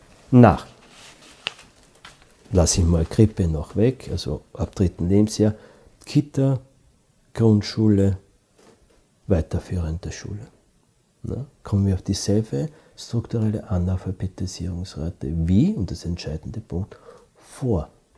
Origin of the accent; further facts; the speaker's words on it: Austria; Ich bin ja Österreicher und ich arbeite ja international.